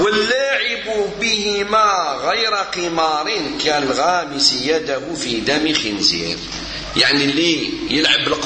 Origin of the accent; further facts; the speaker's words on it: Morocco; ولا أكثر 16 ساعة احنا عندنا في المغرب